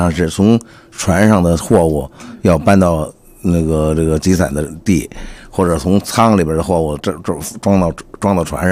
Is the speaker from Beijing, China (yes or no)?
yes; Tongzhou, Beijing, China; 也是咱们通州的那个土话